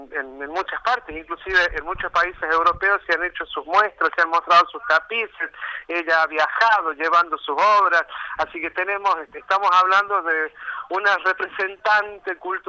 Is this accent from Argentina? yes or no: yes; La Rioja, Argentina; viste cómo somos los riojanos, que por ahí nos demoramos un poquito